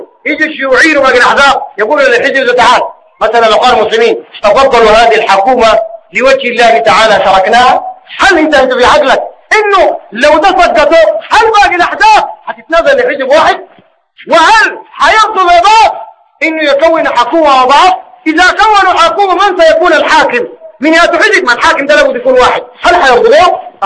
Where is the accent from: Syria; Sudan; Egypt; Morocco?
Sudan; زي ما هو الحاصل الواقع عندنا في السودان.